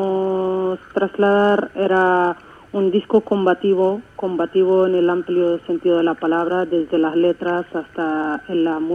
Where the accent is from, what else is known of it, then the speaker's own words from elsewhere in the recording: Western Sahara; es verdad que nosotros los saharauis tenemos mucha rabia dentro